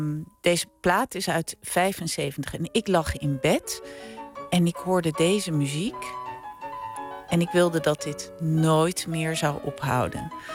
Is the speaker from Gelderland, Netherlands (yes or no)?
no; Edam, North Holland, Netherlands; Ja, ik ben opgegroeid in Edam.